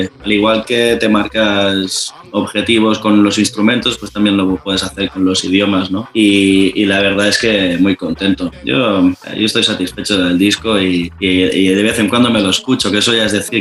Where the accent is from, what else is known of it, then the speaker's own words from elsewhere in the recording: Barcelona, Catalonia, Spain; porque yo soy de Barcelona y bueno, aquí hablamos catalán y castellano también, ¿no? Pero digamos que la lengua aquí oficial es el catalán.